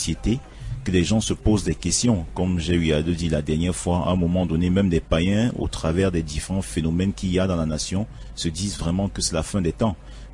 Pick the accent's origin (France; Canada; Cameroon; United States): Cameroon; c'est parce que nous sommes Camerounais.